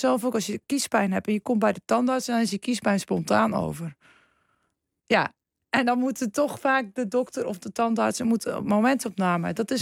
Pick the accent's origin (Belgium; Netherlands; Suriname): Netherlands; Groningen; Kijk, ik kom uit Groningen.